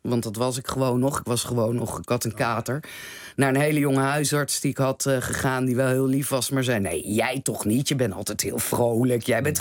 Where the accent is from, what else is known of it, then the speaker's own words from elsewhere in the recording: The Hague, South Holland, Netherlands; want ik ben een Haagse dame.